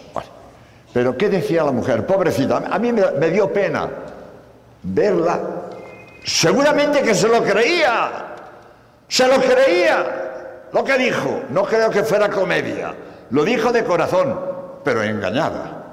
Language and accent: Spanish; Spain; Por cierto, como sabéis, soy español, hace unos días que llego de Madrid